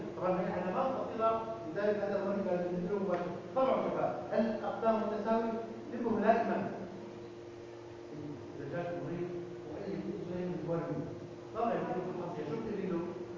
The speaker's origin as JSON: {"language": "Arabic", "country": "Syria", "said": "المصل المضاد للعقارب موجود عندنا في سوريا"}